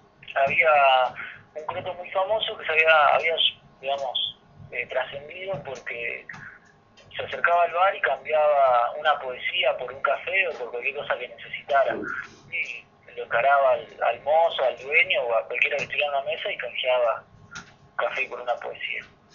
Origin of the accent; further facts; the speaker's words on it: Río Gallegos, Santa Cruz, Argentina; moved away as an adult; Viví hasta los 18 años ahí. Y en Gallegos sí, hay muchos crotos y hay que... O sea, si acá hace frío, te imaginás en Río Gallegos, que queda mucho más al sur.